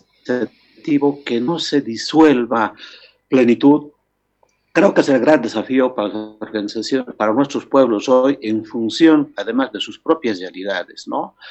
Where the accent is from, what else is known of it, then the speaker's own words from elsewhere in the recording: Bolivia; Nuestro sueño como bolivianos en aquel tiempo era construir